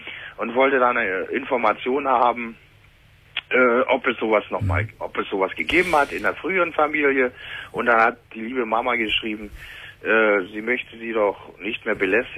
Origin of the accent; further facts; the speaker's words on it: Leipzig, Saxony, Germany; born there; now in Brandenburg, Germany; ich wohne im Land Brandenburg und bin geboren in Leipzig.